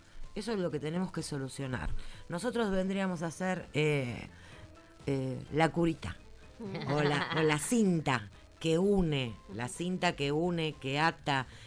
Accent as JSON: {"language": "Spanish", "region": "Buenos Aires", "country": "Argentina", "said": "yo, por ejemplo, que soy de Barracas"}